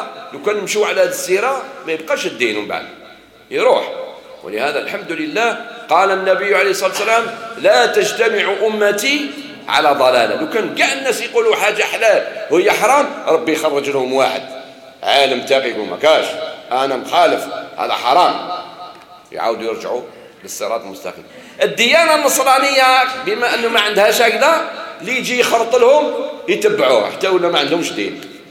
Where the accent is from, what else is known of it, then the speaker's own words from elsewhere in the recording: Algeria; لا، احنا جزائري في الوطن والدين